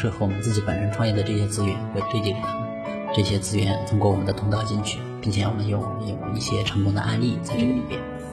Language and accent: Chinese; Hunan, China; 我是湖南人，然后呢也是农村的